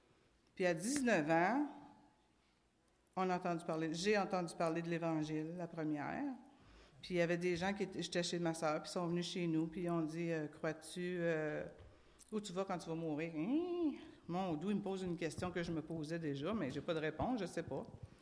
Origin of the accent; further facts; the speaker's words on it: Maniwaki, Quebec, Canada; parce que moi, je viens de Maniwaki, la petite ville au nord de Gatineau. En fait, c'était comme un village dans le temps.